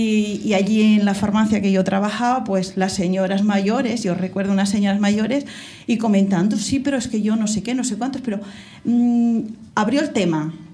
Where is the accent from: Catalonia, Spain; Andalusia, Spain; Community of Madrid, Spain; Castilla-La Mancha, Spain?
Catalonia, Spain; Calaf; hace más de 25 años, en mi pueblo, en Calaf, en la provincia de Barcelona